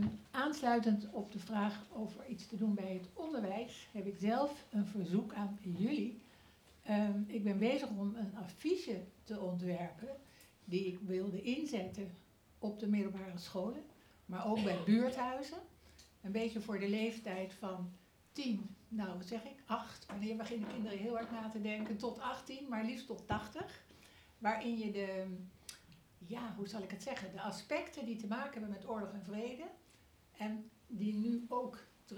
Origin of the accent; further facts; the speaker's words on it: The Hague, South Holland, Netherlands; ik kom uit Den Haag.